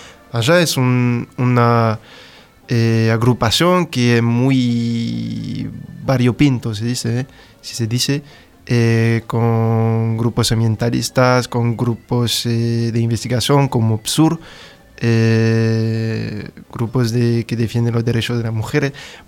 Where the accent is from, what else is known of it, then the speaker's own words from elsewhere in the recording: France; Spanish is a second language; yo soy un estudiante francés haciendo una tesis doctoral de sociología en Francia, en una ciudad del suroeste que se llama Pau.